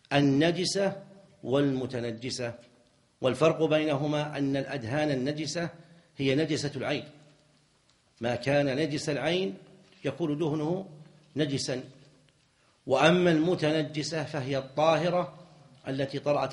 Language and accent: Arabic; Najd, Saudi Arabia; لكنهم سابقا وعندنا في نجد كانوا إذا أرادوا أن يبيعوا المصحف